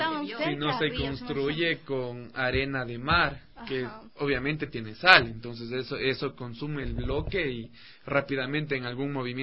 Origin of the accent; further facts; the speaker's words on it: Ecuador; No, y de hecho creo que en las circunstancias difíciles uno como ecuatoriano se une.